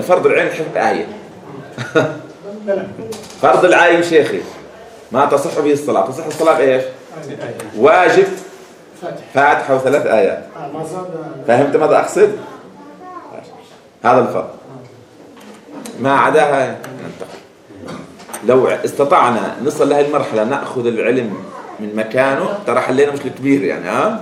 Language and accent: Arabic; Jordan; عادة خاصة بلدنا الأردن عامة كتب التجويد